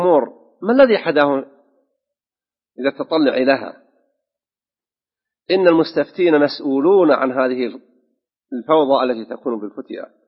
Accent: Saudi Arabia; في بلادنا المملكة العربية السعودية خاصة

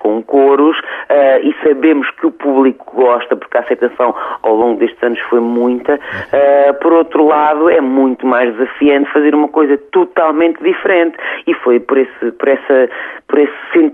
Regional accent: Portugal; mas acima de tudo porque somos portugueses, portanto é natural que ao pensar em português alguma coisa resulte escrita e composta em português

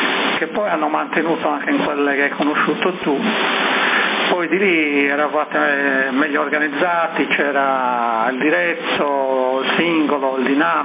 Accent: Sassari, Sardinia, Italy; born there; io ci sono nato, arrivato a Viale Trieste, dietro quella che c'era l'edicola praticamente

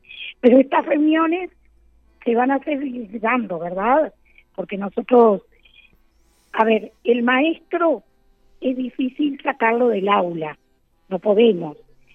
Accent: Rocha, Uruguay; porque yo soy de Rocha y hice toda mi carrera en Rocha

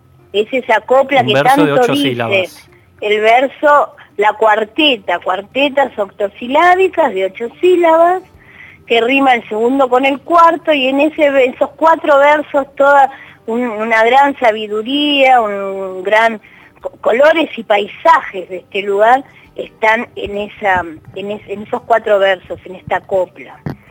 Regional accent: Buenos Aires, Argentina; Yo soy de Buenos Aires

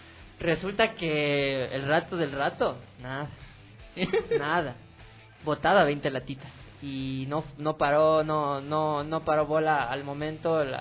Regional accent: Ecuador; feliz año a cada uno de ustedes, un poco atrasado como buen ecuatoriano

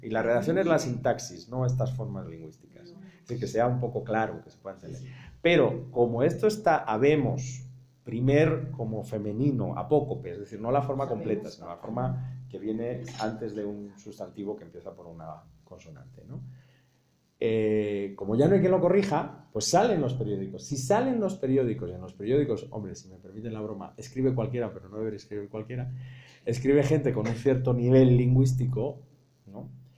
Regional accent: Spain; Gripa es la forma que tú como mexicana nombras a lo que yo como español digo catarro. Influenza es lo que yo en español le digo gripe, en español de España.

